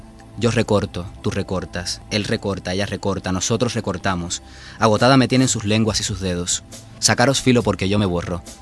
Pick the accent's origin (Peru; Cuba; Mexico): Cuba; born there; accent: Castilian; Nací en Cuba, pero vamos, que la gente que me escuche dirá, este tiene de cubano lo que yo de astronauta.